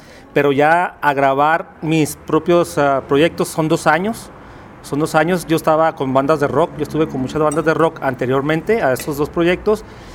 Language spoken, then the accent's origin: Spanish; Ciudad Juárez, Chihuahua, Mexico; Vengo de Ciudad Juárez y el proyecto que traigo yo es música de trova rock